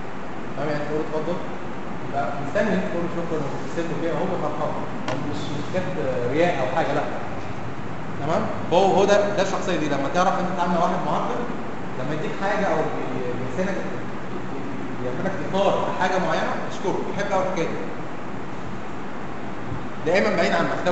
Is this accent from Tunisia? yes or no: no; Egypt; بنقول عليه احنا كمصريين اسمه المدد